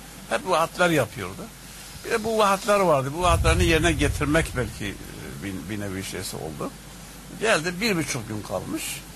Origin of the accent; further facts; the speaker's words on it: Şanlıurfa, Turkey; Urfalıyım deyince adeta böyle içini döker gibi kendisi bu meseleyi anlattı.